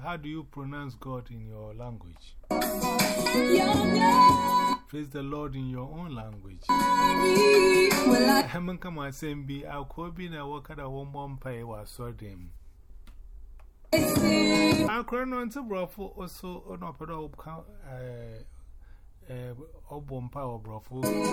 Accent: Ghana; English is a second language; So I'm from Ghana, West Africa.

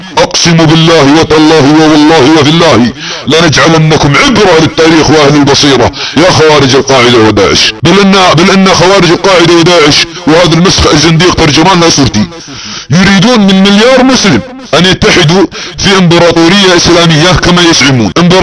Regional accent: Saudi Arabia; يا ابناء وطننا في السعودية ان بلادنا تتعرض لحرب فكرية

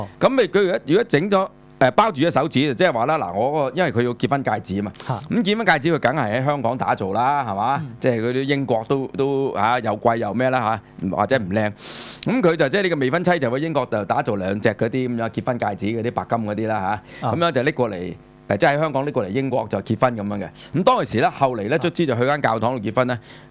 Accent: China; 我哋中國人所發明嘅，嚇、已經有好耐歷史嘅啦

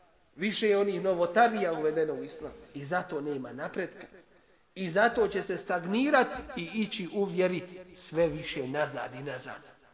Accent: Bosnia & Herzegovina; takvi su na birou za zapošljavanje kod nas u Bosni.

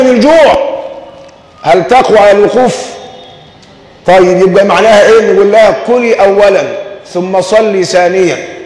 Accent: Egypt; حتى عندنا كمصريين دمنا خفيف، عندنا إفهات كثيرة

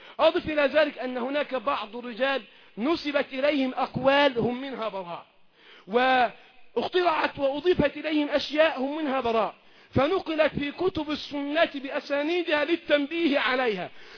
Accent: Egypt; بلدنا مصر

